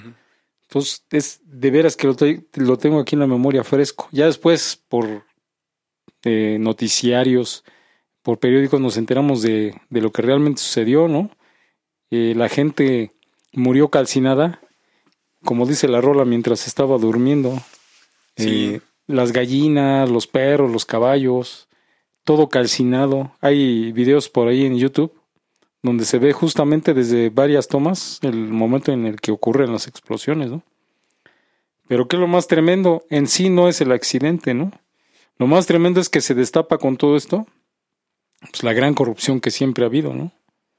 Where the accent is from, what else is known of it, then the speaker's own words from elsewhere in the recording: Mexico; vivencias que hemos vivido como mexicanos